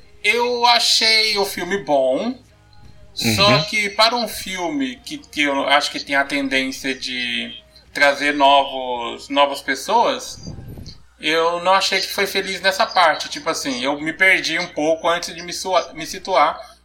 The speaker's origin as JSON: {"language": "Portuguese", "region": "Northeast Region", "country": "Brazil", "said": "Na verdade, eu sou do Nordeste"}